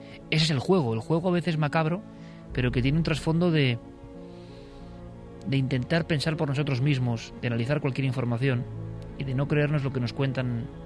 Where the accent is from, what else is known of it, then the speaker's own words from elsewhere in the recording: Vitoria, Basque Country, Spain; yo como vitoriano, nací en Vitoria